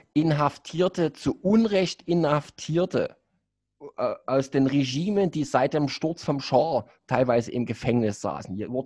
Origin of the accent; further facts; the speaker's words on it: East Germany, Germany; Ja, ich muss es halt als Ossi nochmal speziell anweisen.